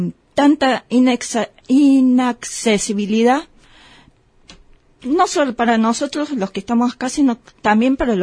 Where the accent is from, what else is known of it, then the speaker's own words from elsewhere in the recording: Córdoba, Argentina; accent: Cordobés; muy raro que se me note un poco el cordobés, pero sí, los cordobeses tenemos...